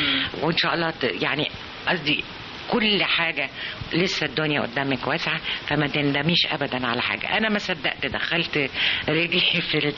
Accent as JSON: {"language": "Arabic", "town": "Abu al-Akhdar", "region": "Sharqia Governorate", "country": "Egypt", "said": "أفتكر رمضان بفتكره في العزبة في البلد، إحنا من الشرقية من أبو الأخضر شرقية"}